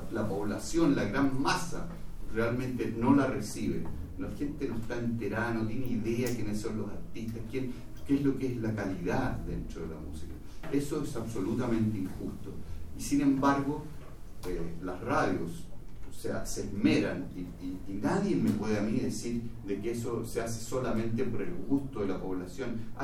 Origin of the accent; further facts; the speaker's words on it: Chile; necesitamos realmente afianzarnos con identidad como chilenos en el mundo de la globalización